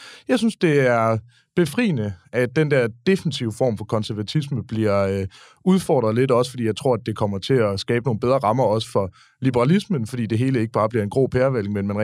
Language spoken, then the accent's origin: Danish; Aarhus, Central Denmark Region, Denmark; nu er jeg oprindelig aarhusianer, det kan komme som chok for mange, der hører min dialekt